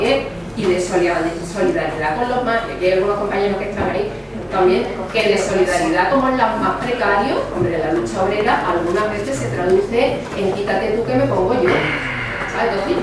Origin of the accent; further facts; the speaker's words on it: Andalusia, Spain; si soy andaluza, cuando soy andaluza en determinados sitios soy